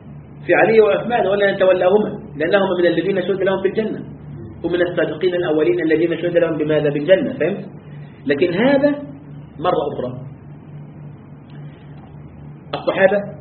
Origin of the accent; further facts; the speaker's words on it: Egypt; هناك جماعة كانت عندنا في مصر